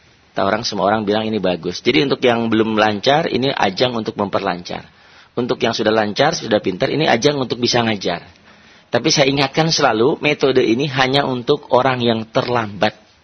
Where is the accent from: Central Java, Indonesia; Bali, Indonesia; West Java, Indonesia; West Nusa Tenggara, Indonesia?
West Java, Indonesia; Sukabumi; born there; kalau saya lahir di Sukabumi tapi lamanya di terminal